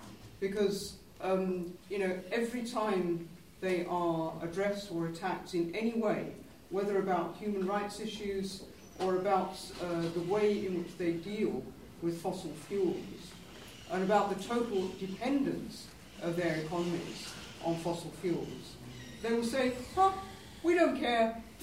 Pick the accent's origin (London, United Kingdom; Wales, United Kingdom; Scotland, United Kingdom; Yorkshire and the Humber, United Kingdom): London, United Kingdom; I'm from London, from England